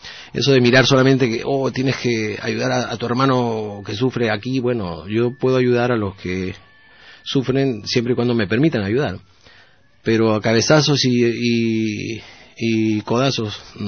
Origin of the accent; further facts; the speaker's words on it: Peru; now in Sweden; Soy peruano y soy sueco. Cuando vivo en Suecia, trabajo con suecos y con personas que viven en Suecia, pero tengo que venir un mes al año, y eso hago desde hace 5 años.